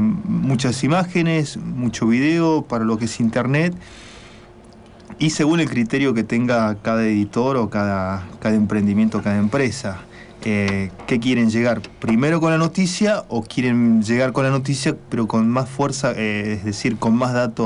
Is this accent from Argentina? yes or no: yes; San Miguel de Tucumán, Tucumán, Argentina; born there; Nací en Tucumán, en la capital, y en aquel momento, mediados de la década del 80